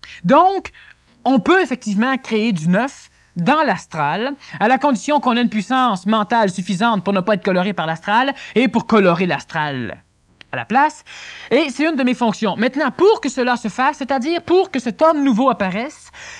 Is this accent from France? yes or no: no; Quebec, Canada; Et ce n'est pas parce que je suis Québécois que je le dis.